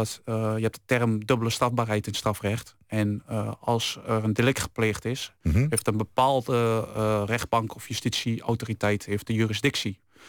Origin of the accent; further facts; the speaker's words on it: Winterswijk, Gelderland, Netherlands; Ik kom uit Winterswijk.